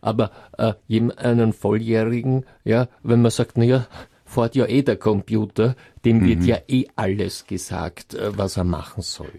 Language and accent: German; Switzerland; Ich komme ja aus der Schweiz.